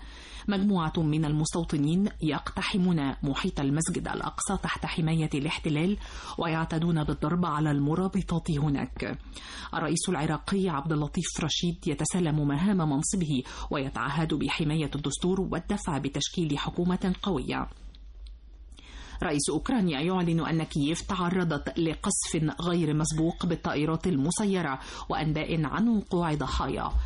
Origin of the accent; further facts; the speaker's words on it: Egypt; حتى احنا كمجتمع مصري يعني بيحب النكته الحلوه والضحكه الحلوه